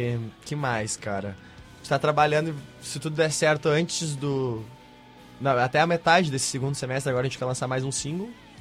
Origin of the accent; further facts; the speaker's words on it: Ibirubá, Rio Grande do Sul, Brazil; na minha cidade natal, Ibirubá, que tem 20 mil habitantes